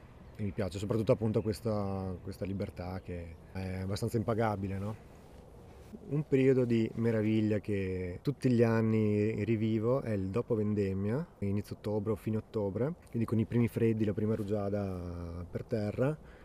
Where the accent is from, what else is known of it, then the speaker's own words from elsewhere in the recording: Rovereto, Trentino-Alto Adige, Italy; sono nato e cresciuto a Rovereto, in Valle Agarina